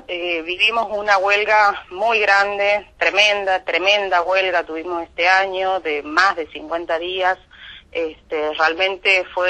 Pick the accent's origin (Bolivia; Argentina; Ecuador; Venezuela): Argentina; Tucumán; yo soy tucumana, vivo acá